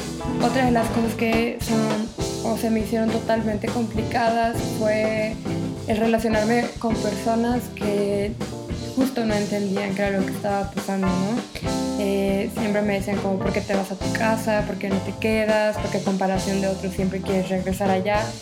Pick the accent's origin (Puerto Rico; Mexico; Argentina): Mexico; Morelos; moved away as an adult; also born or lived in Torreón; Yo soy nacida en Torreón, Coahuila, y soy del norte, pero al cumplir un año mis papás decidieron venirse a vivir a Morelos. Cuando yo empiezo a vivir en Morelos, desarrollo toda mi vida ahí y viví allá por 19 años.